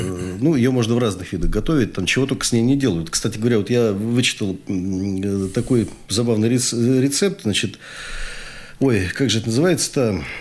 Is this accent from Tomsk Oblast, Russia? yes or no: yes; Tomsk, Tomsk Oblast, Russia; Вообще Сибирь, Западная Сибирь, например, я-то оттуда родом, я из Томска родом.